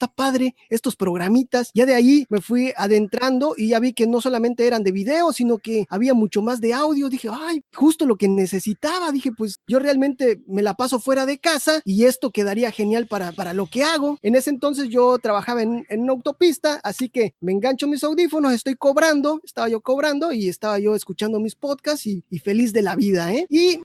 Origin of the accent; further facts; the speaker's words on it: Campeche, Mexico; pues yo soy de Campeche, igual del suroeste de México. Mucho calor por acá, demasiado calor